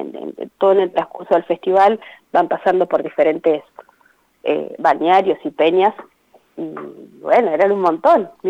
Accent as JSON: {"language": "Spanish", "town": "Parera", "region": "La Pampa", "country": "Argentina", "said": "estoy como a 200 kilómetros de Santa Rosa, ellas dos viven ahí, claro. Yo soy de Parera"}